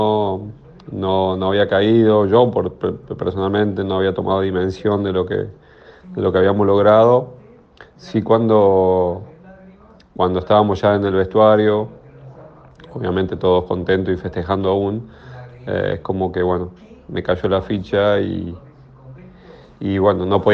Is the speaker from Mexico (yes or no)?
no; Argentina; lo viví como un argentino más y como un basquetbolista más